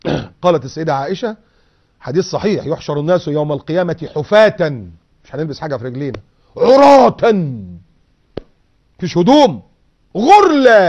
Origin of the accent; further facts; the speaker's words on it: Egypt; بيفكرنا ايام الزلزال اللي حصل عندنا في مصر